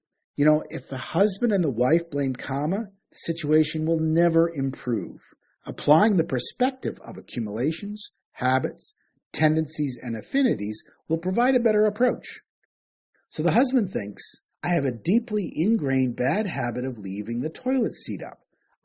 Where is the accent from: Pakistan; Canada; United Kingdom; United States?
Canada; Growing up in Canada, I was raised Christian and I went to church most Sundays.